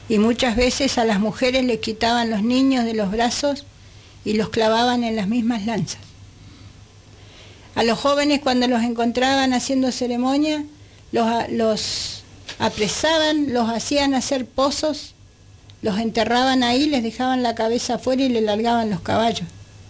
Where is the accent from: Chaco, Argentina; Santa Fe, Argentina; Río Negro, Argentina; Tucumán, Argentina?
Río Negro, Argentina; Bariloche; Yo me crié en Bariloche